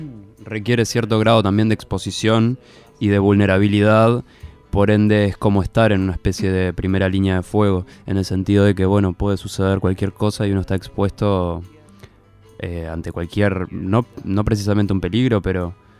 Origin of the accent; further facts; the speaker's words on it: Montevideo, Uruguay; born there; Yo nací en Montevideo.